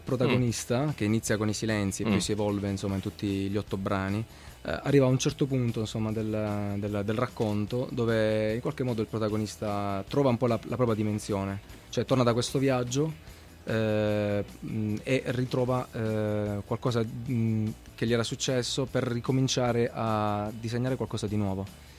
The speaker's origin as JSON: {"language": "Italian", "town": "Manfredonia", "region": "Apulia", "country": "Italy", "tie": "born or raised there", "also_born_or_lived": "Bologna / Milan", "moved": "yes", "said": "Perché in questo viaggio che ho fatto nella mia terra nativa, che è la città di Manfredonia, in Puglia."}